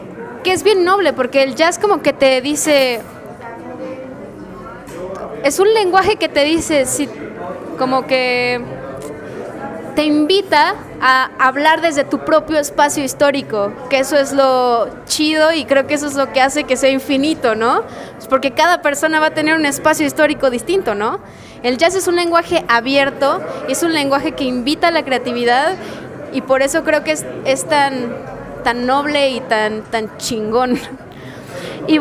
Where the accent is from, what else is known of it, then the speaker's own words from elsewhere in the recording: Mexico; estamos diciendo, pues nosotros somos, pues, mexicanos, somos latinoamericanos, ¿no?